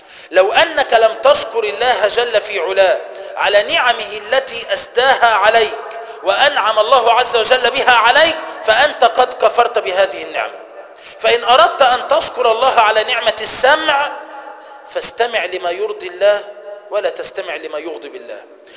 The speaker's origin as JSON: {"language": "Arabic", "country": "Egypt", "said": "تسمى عندنا في مصر كفر الشيخ"}